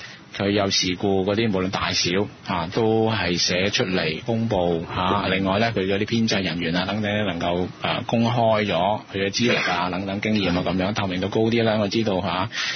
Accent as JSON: {"language": "Cantonese", "country": "Hong Kong", "said": "我作為香港人，我咪信翻香港人先"}